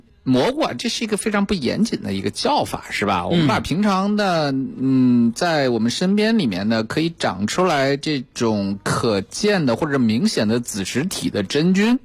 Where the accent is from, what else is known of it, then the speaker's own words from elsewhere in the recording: China; 蜜环菌我们中国人真正的多接触的地方是在哪儿呢